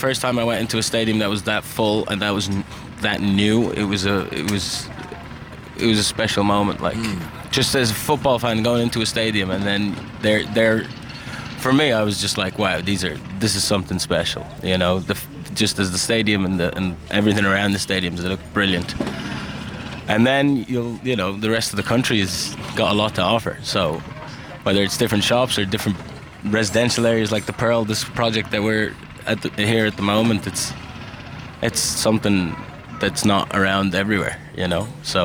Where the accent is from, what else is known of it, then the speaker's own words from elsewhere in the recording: Ireland; also born or lived in Qatar / United States; because I'm from Qatar, growing up in Ireland, and before that in America.